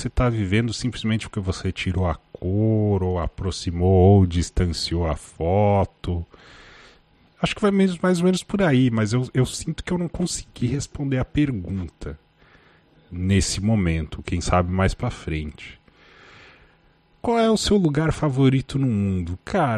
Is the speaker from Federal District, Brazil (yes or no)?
no; Lages, Santa Catarina, Brazil; seria onde eu cresci, a minha casa original, assim, em Lages, Santa Catarina